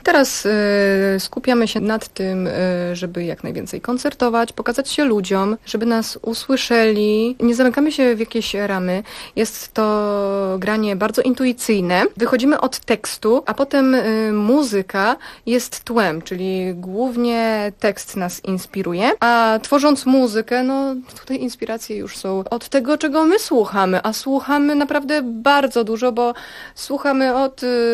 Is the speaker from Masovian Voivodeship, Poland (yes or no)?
yes; Ostrów Mazowiecka, Masovian Voivodeship, Poland; bo pochodzimy z Ostrowi Mazowieckiej